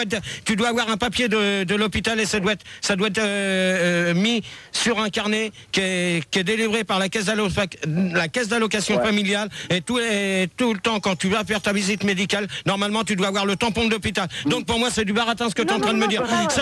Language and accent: French; France; Peut-être sur votre île, mais pas chez nous en France.